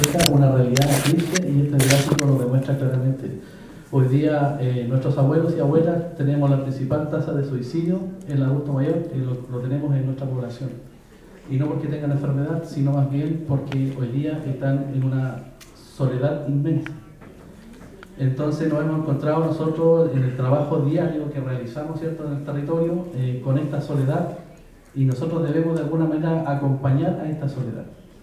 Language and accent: Spanish; Araucanía, Chile; Quería mostrarle un mapa de donde yo vengo, que es la novena región, el sur de Chile